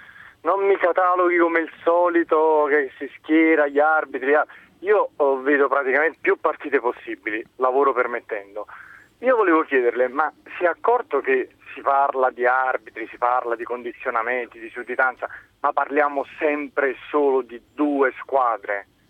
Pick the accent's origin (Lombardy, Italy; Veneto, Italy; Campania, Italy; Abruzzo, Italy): Campania, Italy; Naples; Io sono di Napoli, tifo per il Napoli